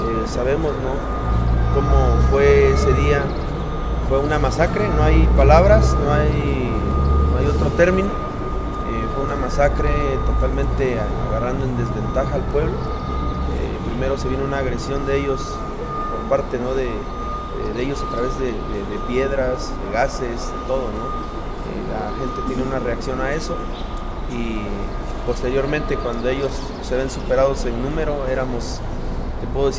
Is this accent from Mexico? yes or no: yes; Nochixtlán, Oaxaca, Mexico; Soy de aquí de Nochistlán, mi comunidad pertenece a este distrito.